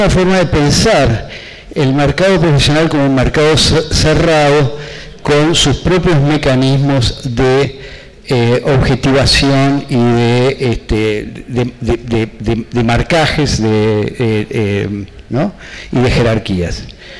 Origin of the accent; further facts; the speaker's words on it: Uruguay; un mundo que no conocía, pero que creía que conocía como uruguayo, pero que había pasado demasiados años afuera.